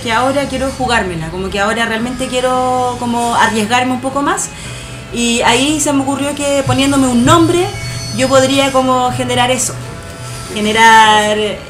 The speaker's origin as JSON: {"language": "Spanish", "town": "La Florida", "region": "Santiago Metropolitan", "country": "Chile", "tie": "born or raised there", "also_born_or_lived": "Peumo / Talagante", "said": "Yo vivía acá cuando pequeña en la Florida, luego nos cambiamos acá como más cercano a Puente Alto y ahí yo me fui a Peumo a vivir, después a Talagante. Peumo, la sexta región, por el camino de la fruta"}